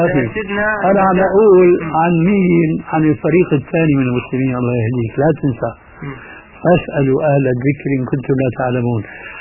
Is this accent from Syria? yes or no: yes; Levant, Syria; كما يقولون عندنا في الشام من فوق الاساطيح